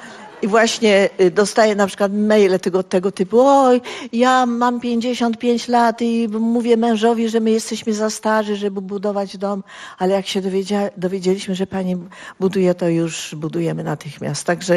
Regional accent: Zielona Góra, Lubusz Voivodeship, Poland; moved away as an adult; now in Warsaw, Poland; Ja tutaj przyjechałam z Zielonej Góry jako 19-letnia dziewczyna

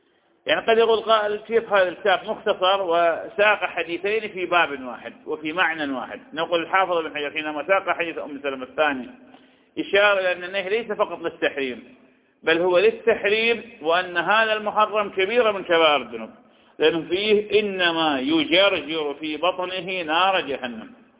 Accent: Iraq; وهذه تحصل عندنا في العراق

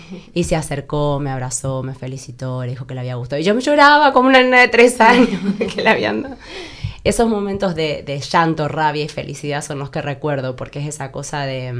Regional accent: Argentina; No sé si a vivir mucho tiempo, porque soy argentina y necesito calor

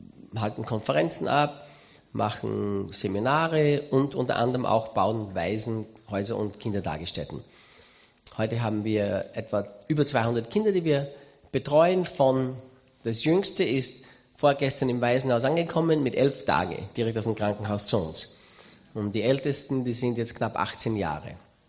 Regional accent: Styria, Austria; accent: Styrian; bin Steirer, bin Österreicher. Ich will heute nicht auf Steirisch predigen, wie mir der Schnabel gewachsen ist

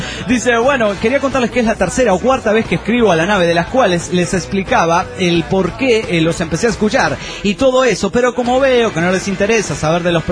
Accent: Buenos Aires, Argentina; soy de Buenos Aires, República Argentina. Tengo 24 años

